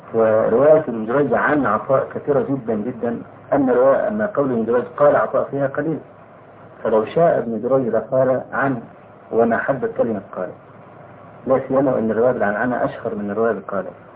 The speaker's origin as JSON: {"language": "Arabic", "country": "Egypt", "said": "هو في عندنا في مصر اتى من عندكم واشاع مقاله"}